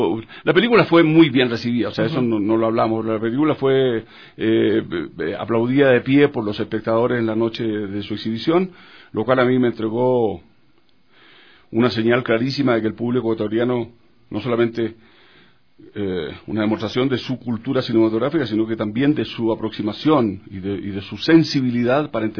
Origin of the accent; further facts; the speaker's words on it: Chile; born there; Solo nacido en Chile, después soy de patria latinoamericana.